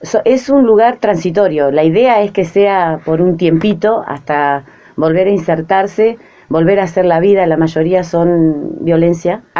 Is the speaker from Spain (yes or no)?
no; Azul, Buenos Aires Province, Argentina; yo soy de Azul, pero mi esposo es de La Prida. Mis hijos son lapridense